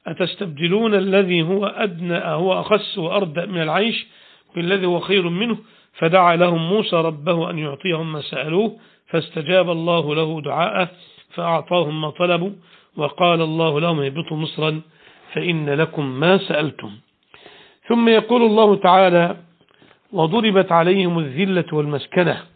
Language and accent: Arabic; Egypt; وبعض أهل العلم قال بأن هي مصر المعروفة الآن، بلدنا مصر